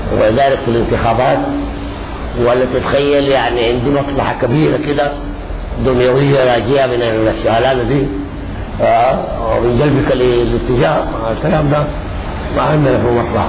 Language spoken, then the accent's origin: Arabic; Egypt; يعني احنا هنا كمصريين ناكل كثرتنا ونشرب شربانه